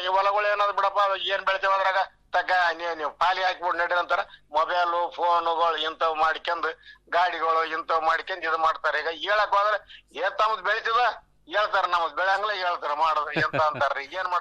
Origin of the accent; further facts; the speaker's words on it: Chinchodi, Karnataka, India; ನಮ್ಮ ಚಿಂಚೋಡಿ ಮುಂದೆ ಐತ್ರಿ ಹೊಳೆ